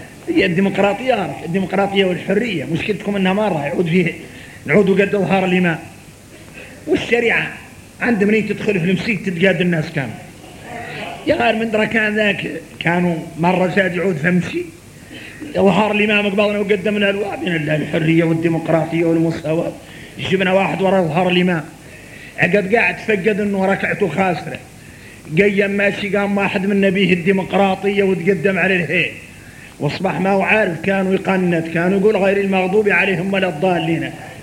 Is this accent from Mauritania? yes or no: yes; Mauritania; احنا موريتاني لا صقت فينا اطيعوا الله واطيعوا الرسول واولي الامر منكم.